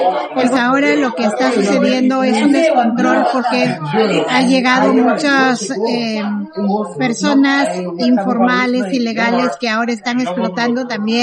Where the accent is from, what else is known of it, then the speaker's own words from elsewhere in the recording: Peru; soy de Perú.